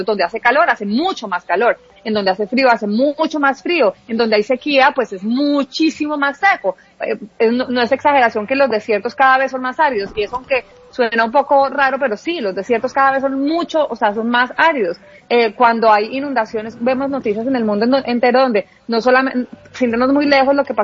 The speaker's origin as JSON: {"language": "Spanish", "region": "Huila", "country": "Colombia", "lives_now": "Bogotá, Colombia", "said": "vengo de Huila."}